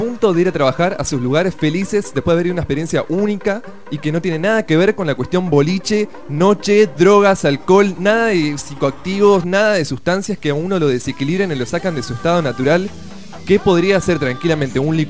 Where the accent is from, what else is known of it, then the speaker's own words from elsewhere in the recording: Argentina; soy muy argentino, soy como 50% argentino, 50%... newyorkense, ¿entendés?